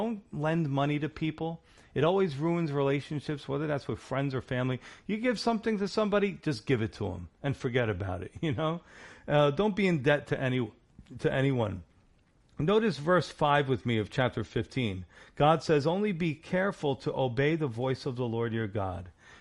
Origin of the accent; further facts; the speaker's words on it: New York, United States; Listen, I'm a New Yorker. You know, I don't trust anybody.